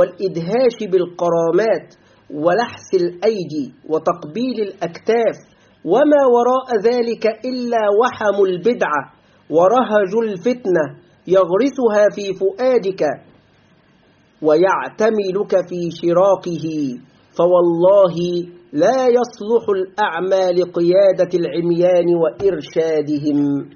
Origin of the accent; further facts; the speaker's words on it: Egypt; في بلدنا مصر كثير من طلاب العلم يقعون في هذا